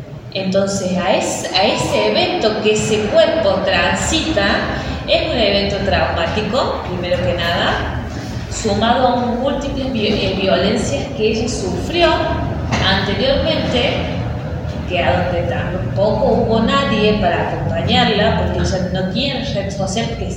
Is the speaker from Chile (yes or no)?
no; San Carlos Minas, Córdoba, Argentina; soy de San Carlos Minas, nacida y criada en San Carlos Minas.